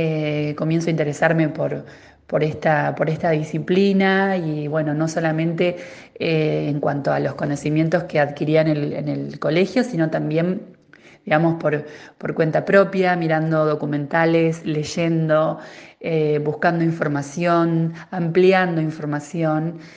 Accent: General Pinto, Buenos Aires Province, Argentina; yo soy de General Pinto, ¿no?

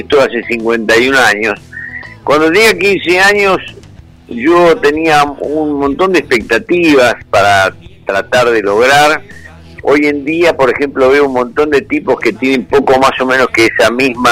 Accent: Argentina; de mi desarrollo como ser humano, como argentino

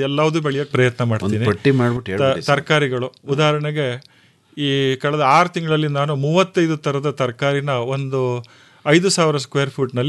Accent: Hole Narasipura, Karnataka, India; also born or lived in Mangaluru; now in Mysuru, India; ನಾನು ಮೂಲತಃ ಹೊಳೆ ನರಸೀಪುರ ತಾಲೂಕಿನವನು. ಸೊ ನಮ್ಮ ತಂದೆನೂ ಕೃಷಿಕರೇ. ಚಿಕ್ಕ ವಯಸ್ಸಿನಲ್ಲಿ ನಾವು ಕೃಷಿ ಮಾಡ್ತಾ ಇದ್ವು. 7 ಕ್ಲಾಸಿಗೆ ನಾನು ಮುಂದಿನ ವಿದ್ಯಾಭ್ಯಾಸಕ್ಕೆ ಮಂಗಳೂರಿಗೆ ಹೋದೆ.

